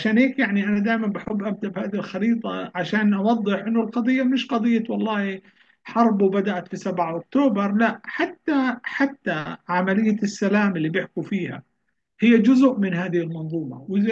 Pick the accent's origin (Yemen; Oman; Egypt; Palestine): Palestine; يعني انا فلسطيني